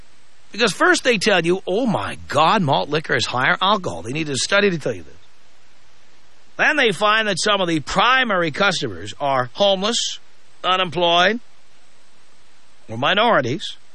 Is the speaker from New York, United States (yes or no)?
yes; New York City, New York, United States; Well, can I tell you why that is? I grew up in the South Bronx.